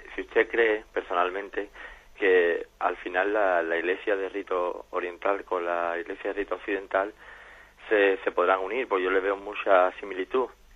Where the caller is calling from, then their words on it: Jerez, Andalusia, Spain; de Jerez.